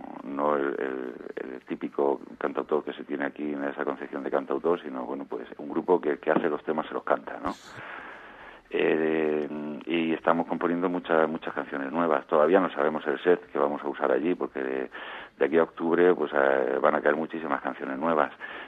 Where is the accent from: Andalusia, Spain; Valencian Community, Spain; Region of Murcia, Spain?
Region of Murcia, Spain; Cartagena; yo siempre volver a Levante, es que yo soy de Cartagena.